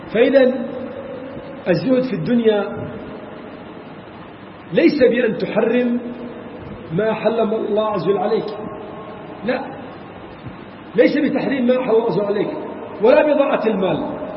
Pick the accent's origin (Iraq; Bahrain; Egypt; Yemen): Iraq; عندنا في العراق